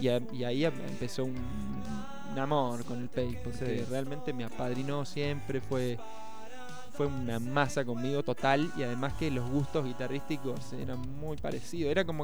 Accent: Epuyén, Chubut, Argentina; also born or lived in Buenos Aires; O sea, ellos vivían acá y fue un viaje y nací allá.

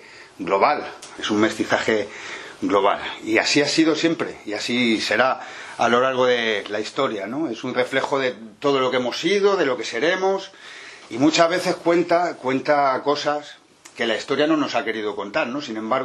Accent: Madrid, Community of Madrid, Spain; Yo soy de Madrid

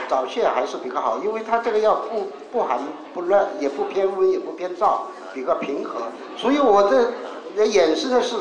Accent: China; 牙齿其实是一个我们中国人不太重视，在国外是非常重视一个问题

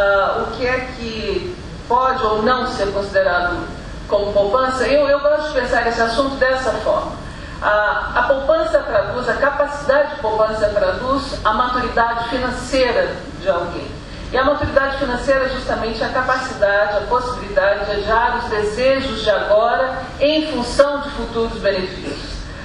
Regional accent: Brazil; eu, como brasileira, como vindo de um país que é pouquíssimo poupador

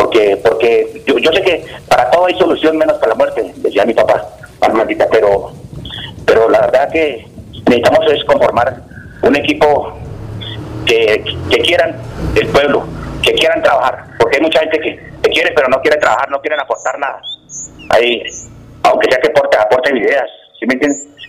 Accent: Fosca, Cundinamarca, Colombia; also born or lived in Cáqueza; Soy ganadero, hábleme de campo. Yo fui criado en el campo, nací en Caquesa, pero fui criado al lado de allá en Novillero, en el municipio de Fosca.

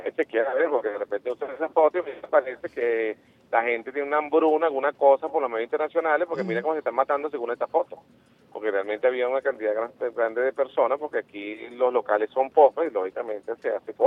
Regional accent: Venezuela; Yo como venezolano

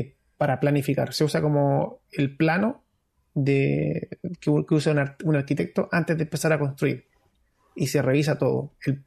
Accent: Antofagasta, Chile; Que soy de Antofagasta y soy de la población

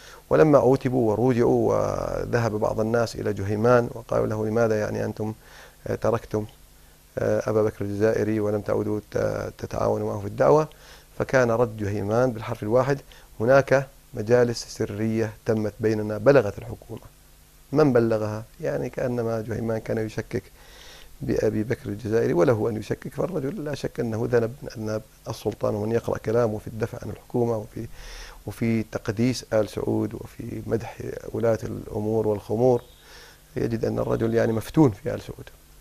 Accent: Kuwait; حتى أنهم عندنا في الكويت حصلت مشاكل كثيرة

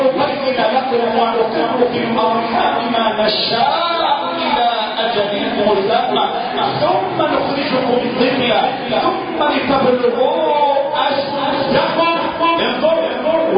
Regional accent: Egypt; اللهم احفظ لنا بلدنا مصر

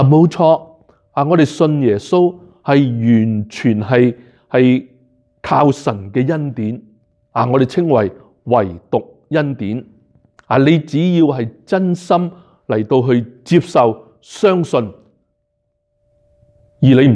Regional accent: Hong Kong; 即是说是跟回我们香港人、中国人那一套

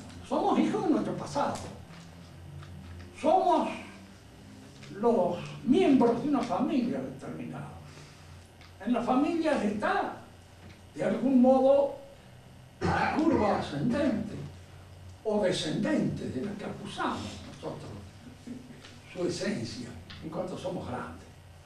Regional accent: Mendoza, Argentina; nosotros somos argentinos, mendocinos, de este siglo, de esta época.

